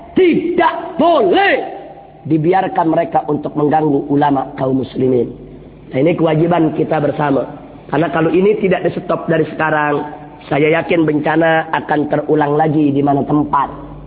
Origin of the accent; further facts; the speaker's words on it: Java, Indonesia; kami dari Jawa, dari Indonesia datang untuk mengutip mayat orang Kedah